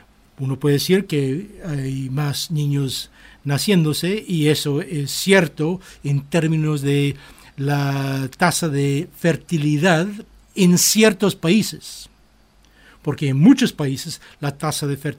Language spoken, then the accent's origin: Spanish; Ireland; Spanish is a second language; En muchos países, en mi país, en Irlanda, yo conocí varias familias de 13 niños